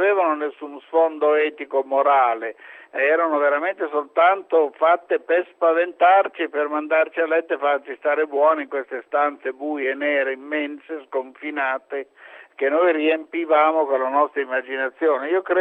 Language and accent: Italian; Bologna, Emilia-Romagna, Italy; born there; Io sono nato nel 1938 a Bologna, e quindi è evidente che, essendo nato praticamente nel periodo immediatamente prebellico, ho trascorso i primi anni della mia esistenza, per motivi proprio bellici, sfollato in campagna.